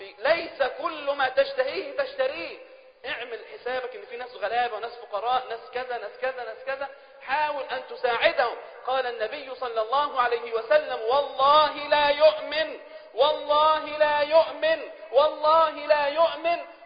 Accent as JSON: {"language": "Arabic", "country": "Egypt", "said": "يعني احنا لو عندنا في مصر في هذه الأيام أكبر ثروة اقتصادية في العالم"}